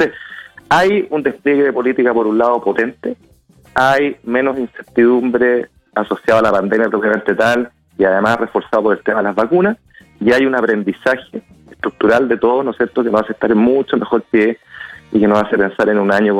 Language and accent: Spanish; Chile; Hablo como ciudadano, hablo como autoridades, hablo como chileno.